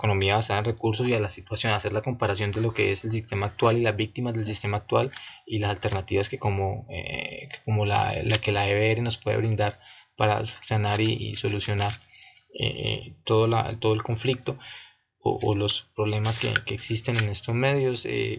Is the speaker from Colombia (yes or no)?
yes; Villavicencio, Meta, Colombia; Villavicencio.